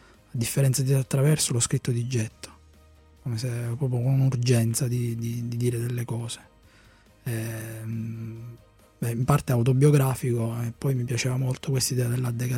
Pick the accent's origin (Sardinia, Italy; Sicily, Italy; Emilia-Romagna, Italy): Sicily, Italy; Solarino; Pantalica in Sicilia è una necropoli vicino al mio paese di origine, che si chiama Solarino